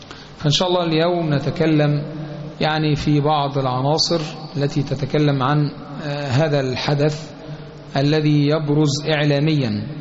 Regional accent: Egypt; سواء ما يحدث في بلادنا مصر أو ما يحدث في البلاد المجاورة لنا

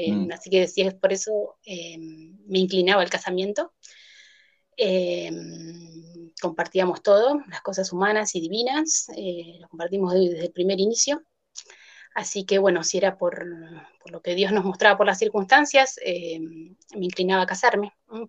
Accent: La Plata, Buenos Aires Province, Argentina; soy de La Plata, de Argentina, de La Plata. Fui a un colegio estatal, de una familia católica

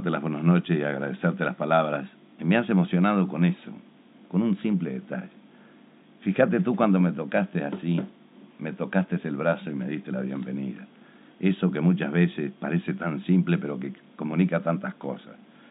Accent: Mercedes, Soriano, Uruguay; Entonces se jubila y nos venimos para la ciudad de Mercedes.

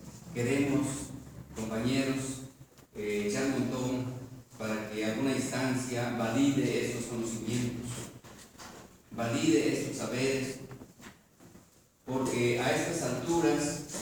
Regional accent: Santiago Comaltepec, Oaxaca, Mexico; Soy chinanteco, originario de Santiago Comaltepec, un municipio que pertenece al distrito de Islán en Sierra Juárez, Sierra Norte.

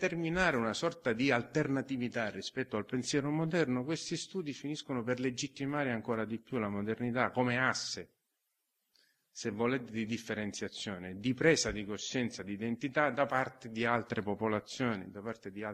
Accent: Sicily, Italy; Dopodiché le ho detto, no, vabbè, però sono siciliano.

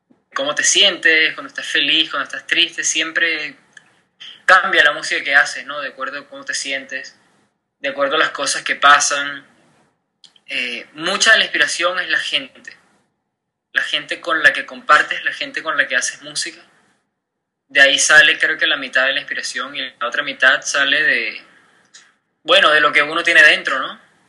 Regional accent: Venezuela; also born or lived in Europe; now in New York, United States; Soy venezolano, vivo en Nueva York desde hace 3 meses, más o menos.

